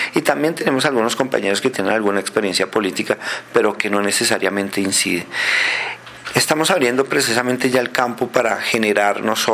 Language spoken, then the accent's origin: Spanish; Bogotá, Colombia; now in Soacha, Colombia; somos muchísimos los bogotanos que vivimos en provincia, que vivimos en Soacha, en Chía, en otros municipios